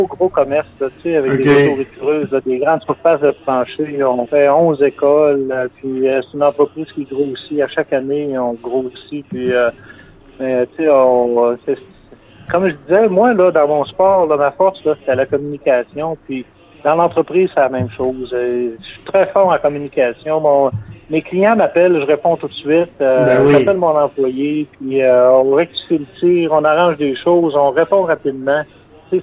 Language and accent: French; L'Ascension, Quebec, Canada; je me suis toujours fait un point d'honneur à dire que je venais d'Ascension